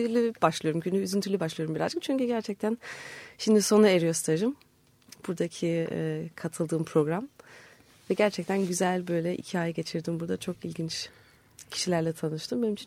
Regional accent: Germany; Yani normalde şimdi ailem 73'te Almanya'ya gitti. Ondan sonra da işte ben de orada doğdum büyüdüm falan. Tatil için falan geliyorduk normalde.

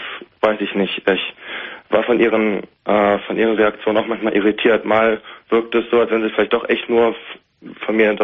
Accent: Hanover, Lower Saxony, Germany; now in Bielefeld, Germany

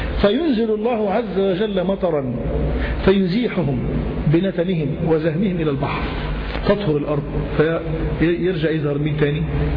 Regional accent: Cairo, Cairo Governorate, Egypt; باب لد حتة زي عندنا في القاهرة

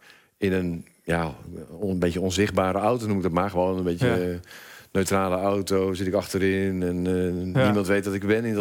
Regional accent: Michigan, United States; Dutch is a second language; Want ja, ik kom dan uit Michigan, maar dat snappen ze natuurlijk niet.

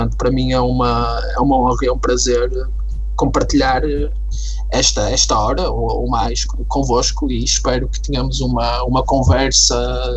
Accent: Porto, Portugal; sou português, sou do Porto.

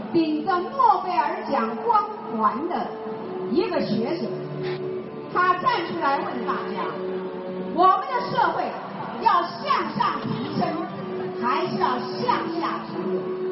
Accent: Taiwan; 带给我们台湾人民非常耻辱的8年

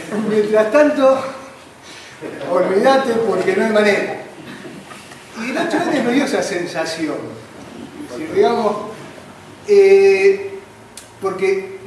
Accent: Argentina; generalmente se vive en nuestra sociedad como argentinos

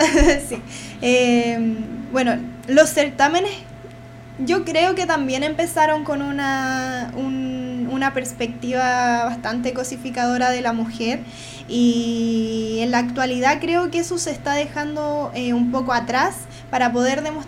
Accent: Puente Alto, Santiago Metropolitan Region, Chile; Y acá somos de Puente Alto y tenemos que hablarnos como vecinos que somos también.

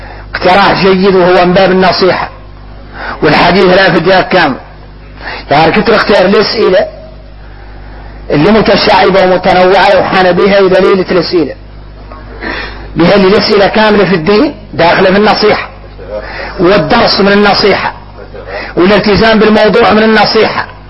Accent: Mauritania; حقيقة احنا موريتاني حد لا يقول الحد

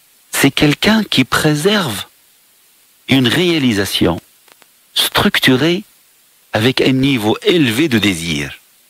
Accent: Morocco; تواكب شاب بالعقليه اللي عندنا في المغرب

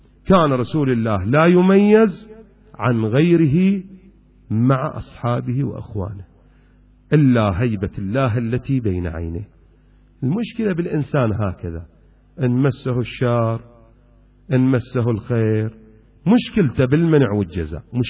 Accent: Iraq; أكو شايب عندنا بالعراق

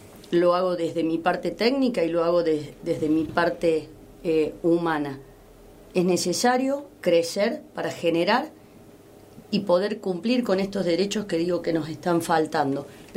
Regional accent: Cruz del Eje, Córdoba, Argentina; born there; now in Los Hornillos, Argentina; Yo soy nacida en Cruz del Eje.

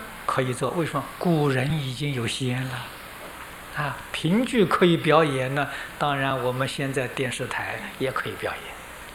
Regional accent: China; 这个80岁是我们中国人说的虚岁

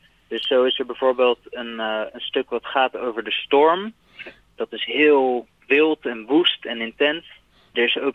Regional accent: Rotterdam, South Holland, Netherlands; ik ben opgegroeid in Rotterdam, meer dan 20 jaar gewoond

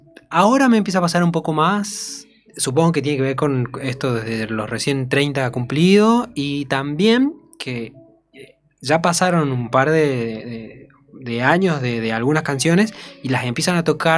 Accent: Jujuy, Argentina; cuando digo que soy jujeño

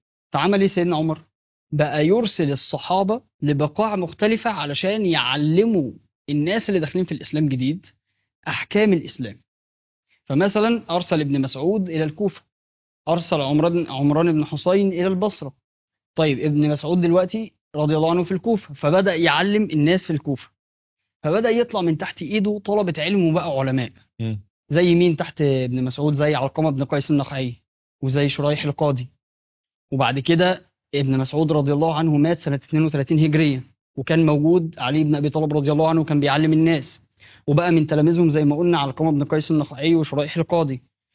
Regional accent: Egypt; عندنا في مصر، فعشان بس ما نقولش معلومات

